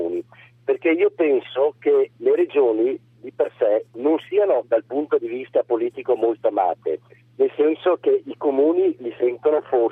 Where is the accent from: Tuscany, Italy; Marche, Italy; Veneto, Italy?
Veneto, Italy; Mestre; Ho 56 anni, sono di Mestre, provincia di Venezia.